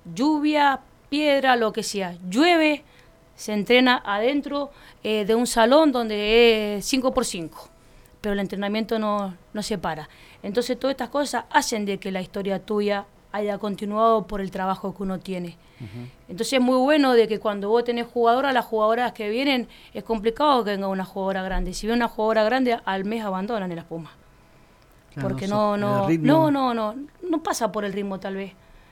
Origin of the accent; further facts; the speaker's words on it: Godoy Cruz, Mendoza, Argentina; Yo soy de Godoy Cruz, nací en Godoy Cruz.